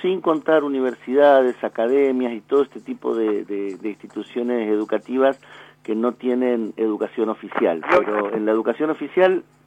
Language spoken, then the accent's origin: Spanish; Argentina; que somos todos lo mismo, que todos somos argentinos